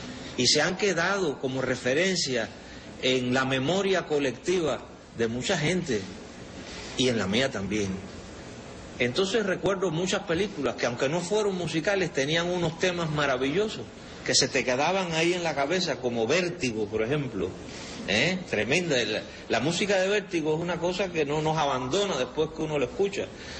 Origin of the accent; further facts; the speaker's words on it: San Antonio de los Baños, Artemisa, Cuba; Al cine de mi pueblo, en San Antonio de los Baños.